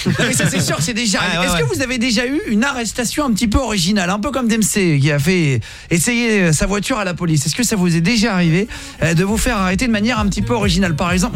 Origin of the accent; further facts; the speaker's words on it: Perpignan, Occitanie, France; Moi, je viens de Perpignan.